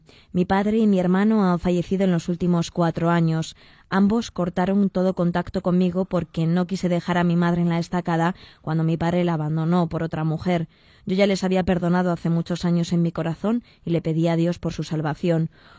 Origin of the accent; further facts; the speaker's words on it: Elche, Valencian Community, Spain; soy un chico de Elche.